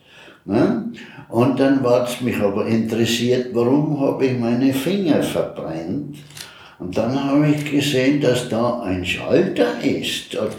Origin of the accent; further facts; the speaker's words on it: Graz, Styria, Austria; born there; ja, ich bin in Graz geboren, ganz eine lange Zeit vorher schon, natürlich